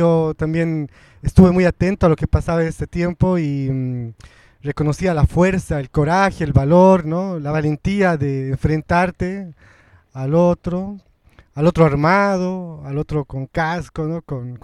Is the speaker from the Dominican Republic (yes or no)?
no; La Paz, Bolivia; first language Spanish; Yo ya nací en la ciudad, mi abuela era aymara, mi familia materna tiene mucha influencia quechua, pero yo nací en la ciudad. Mi primera lengua es el español. Y digo que soy aymarizado porque en la experiencia de la vida cotidiana en Bolivia, en La Paz